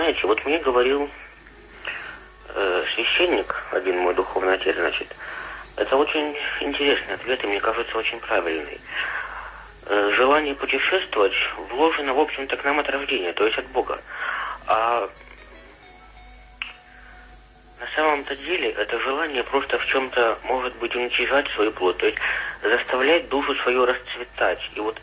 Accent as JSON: {"language": "Russian", "town": "Krasnoyarsk", "region": "Krasnoyarsk Krai", "country": "Russia", "tie": "born there", "lives_now": "Yaroslavl, Russia", "said": "я из Ярославля, где я сейчас живу, до Красноярска, где я родился, проехал на электричках совершенно бесплатно."}